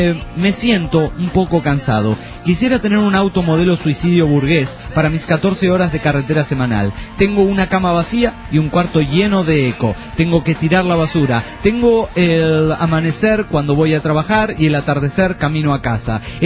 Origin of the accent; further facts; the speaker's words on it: Costa Rica; de Costa Rica.